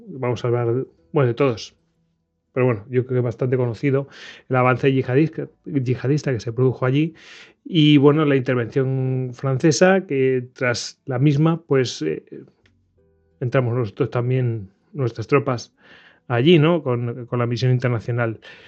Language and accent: Spanish; Spain; nosotros como españoles, ¿no? Que hemos mandado tropas allí.